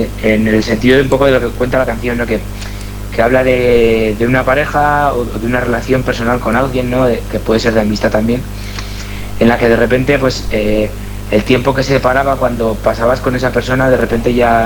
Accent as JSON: {"language": "Spanish", "region": "Navarre", "country": "Spain", "tie": "born or raised there", "said": "yo pues me crié en Navarra, entonces no nos llegó tanto a los jóvenes de mi época"}